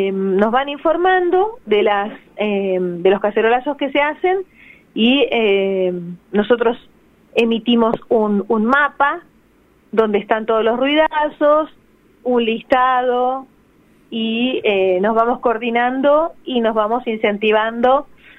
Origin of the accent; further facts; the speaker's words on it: Buenos Aires, Argentina; Yo, por ejemplo, soy de Almagro.